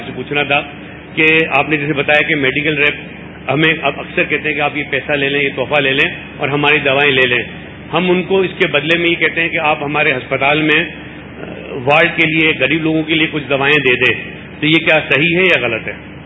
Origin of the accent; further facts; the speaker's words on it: Hyderabad, Sindh, Pakistan; میرا تعلق حیدرآباد سے ہے اور میں ایک آئی سرجن ہوں.